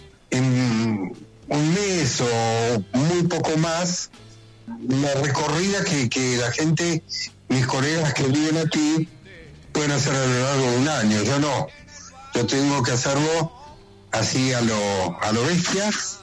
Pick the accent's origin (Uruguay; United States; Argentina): Argentina; para mí es una gran felicidad estar en mi tierra